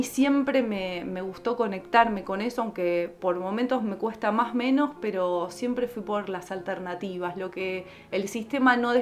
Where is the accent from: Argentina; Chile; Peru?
Argentina; Buenos Aires; moved away as an adult; now in La Cumbre, Argentina; Bueno, nací en Buenos Aires hasta los 23 años. Bueno, estudié diseño e indumentaria y a los 23 años me vine a vivir a La Cumbre.